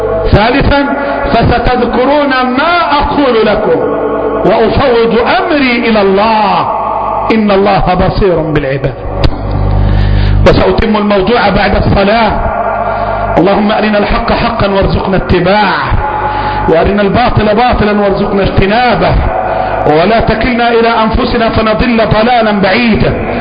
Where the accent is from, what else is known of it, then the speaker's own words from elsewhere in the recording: Egypt; اللهم احفظ بلدنا مصر